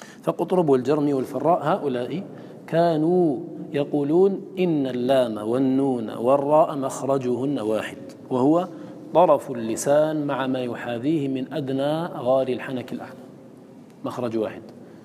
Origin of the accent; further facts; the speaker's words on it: Algeria; إنما حفظ عندنا في الجزائر